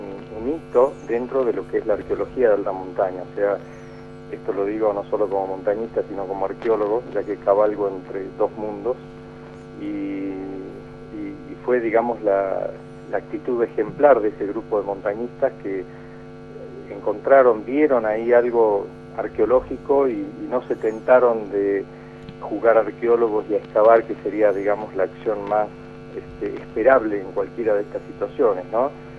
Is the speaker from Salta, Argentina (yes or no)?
yes; Salta, Argentina; soy de acá, de Salta, del norte argentino, y siempre vinculado a Mendoza